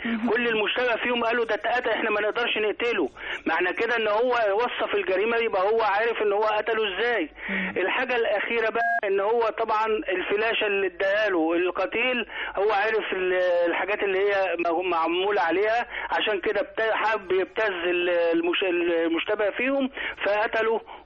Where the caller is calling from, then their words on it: Qalyubia, Egypt; من القليوبيه ان شاء الله